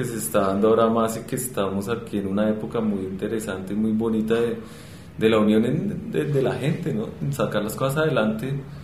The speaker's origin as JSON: {"language": "Spanish", "country": "Colombia", "said": "yo en Brasil estaba también como representante colombiano"}